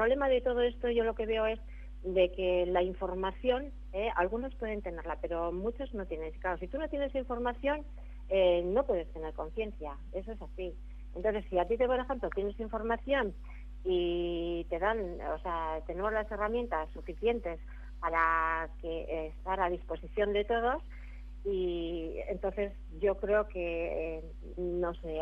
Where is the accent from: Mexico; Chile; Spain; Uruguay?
Spain; Basque Country; born there; Nací en Gipuzkoa, vivo en Vizcaya